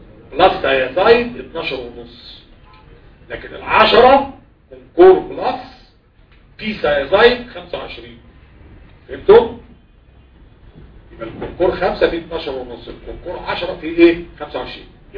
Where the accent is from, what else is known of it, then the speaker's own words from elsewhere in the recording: Egypt; مش كل حاجه موجوده عندنا في مصر